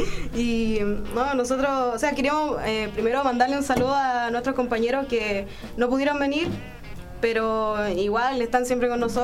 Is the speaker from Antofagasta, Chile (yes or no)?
no; Vallenar, Atacama, Chile; Bueno, un saludo a toda la gente que a Vallenar. Yo soy de Vallenar.